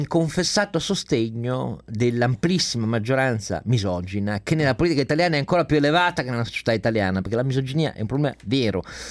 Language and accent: Italian; Turin, Piedmont, Italy; Adesso io da torinese non voglio farti notare